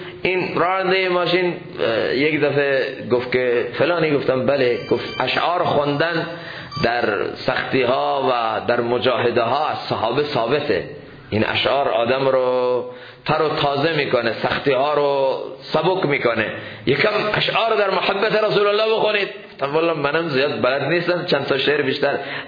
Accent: Iran; first language fa; افسوسه که ما ایرانی هستیم، فارسی زبان هستیم

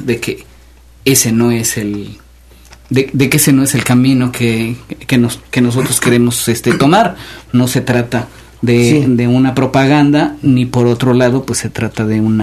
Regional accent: Xalapa, Veracruz, Mexico; born there; Yo nací en Jalapa, pero cuando nací en la ciudad, no, es que entonces casi era un pequeño pueblo, ¿verdad?

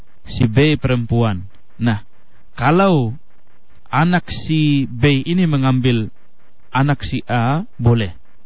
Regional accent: Sumatra, Indonesia; Itu kebetulan kita juga dari Sumatera tahu masalah itu.

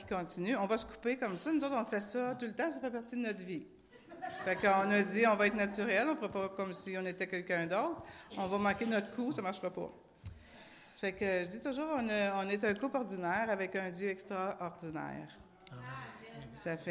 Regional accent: Maniwaki, Quebec, Canada; parce que moi, je viens de Maniwaki, la petite ville au nord de Gatineau. En fait, c'était comme un village dans le temps.

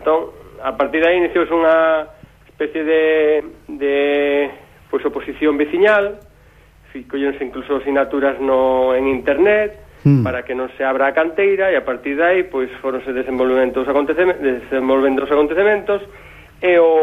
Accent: Quiroga, Galicia, Spain; now in Monforte de Lemos, Spain; aínda que vivo en Monforte, na capital da Ribeira Sacra, sabedes que son de Terras de Quiroga, da parroquia de Monte Furado, aldea de Anguieiros.

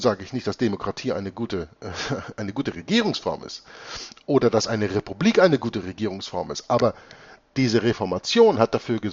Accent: Hamburg, Germany; born there; Deutsch ist zwar meine Muttersprache. Ich bin geboren in Hamburg und bin geborener Deutscher.

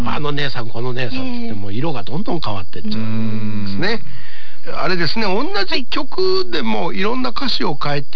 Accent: Asakusa, Tokyo, Japan; 浅草出身でございます。

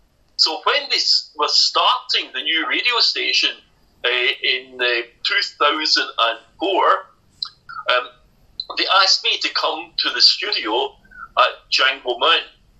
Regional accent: Scotland, United Kingdom; Very few people had traveled from my country to China, but also I loved to travel by railway.So I came all the way from Scotland, right across Europe

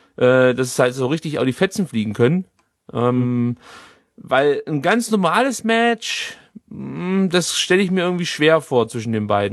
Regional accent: East Germany, Germany; Ja, ich bin nur gelernter Wessi sozusagen.

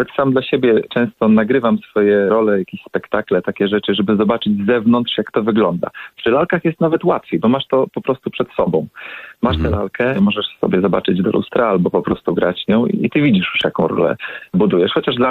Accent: Brzeg, Opole Voivodeship, Poland; Bo ja jestem z małego miasteczka, z miasteczka w województwie opolskim, chyba najmniejsze województwo w naszym kraju, z Brzegu.

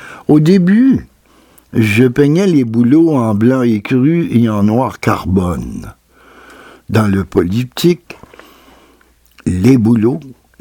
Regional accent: Val-d'Or, Quebec, Canada; ces boulots sont vraiment ceux qui entourent ma ville natale, Val-d'Or.

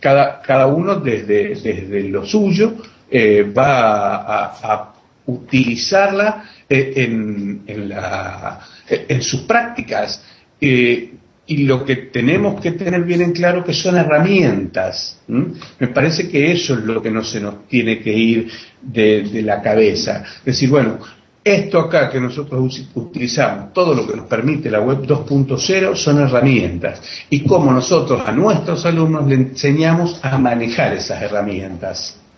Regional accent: Santa Fe, Argentina; también de Santa Fe, Argentina

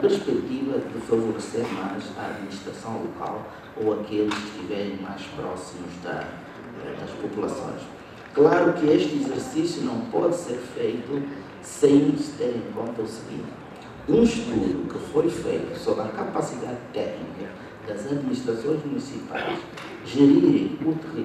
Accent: Luanda, Angola; born there; só para dar o exemplo de Luanda, não sei até, pelo menos até 2 meses, o município onde nasci e não tinha sequer um engenheiro

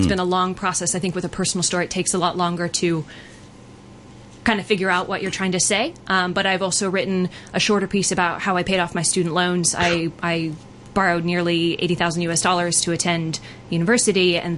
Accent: Arizona, United States; Well, I'm originally from Arizona, in a sort of a suburb outside of Phoenix.

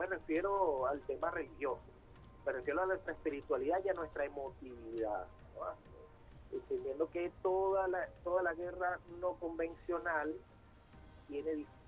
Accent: Venezuela; reconocernos como venezolanos, para blindarnos frente a toda una maquinaria político-mediática

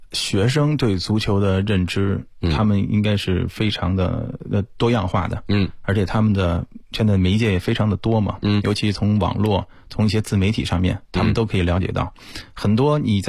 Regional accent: Beijing, China; 我其实因为是也是土生土长北京人嘛

